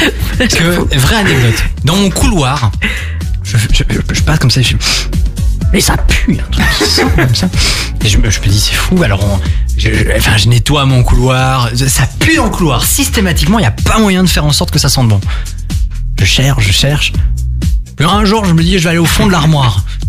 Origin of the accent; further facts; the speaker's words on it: Belgium; Troisième et dernière info, chez nous en Belgique